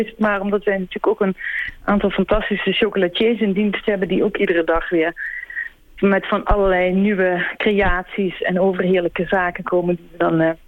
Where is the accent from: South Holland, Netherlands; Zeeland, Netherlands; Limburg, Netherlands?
Limburg, Netherlands; also born or lived in Antwerp; Dus ik kom oorspronkelijk uit Nederlands Limburg en ging toen veel in Antwerpen bivakeren en ging daar ook voor een groot deel van de tijd wonen.